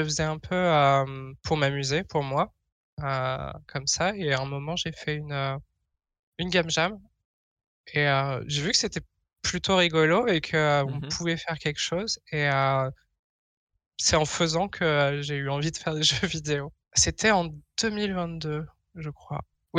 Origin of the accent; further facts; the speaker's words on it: France; now in Netherlands; je suis française, j'habite aux Pays-Bas.